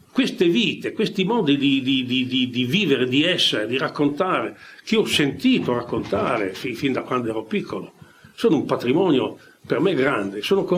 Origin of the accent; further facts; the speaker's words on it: Modena, Emilia-Romagna, Italy; born there; Sono nato a Modena, ma sono nato il 14 giugno del 40, quattro giorni dopo l'entrata dell'Italia in guerra.